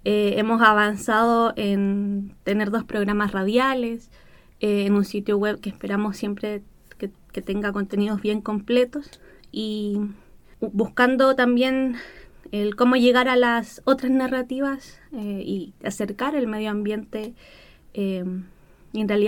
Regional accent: Cerro Navia, Santiago Metropolitan, Chile; Yo soy de Cerro Navia, una comuna popular, donde muchos de los niños y jóvenes tenemos asma

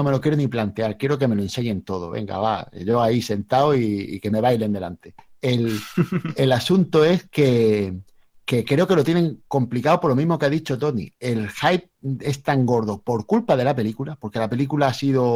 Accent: Spain; Yo soy, yo soy español.

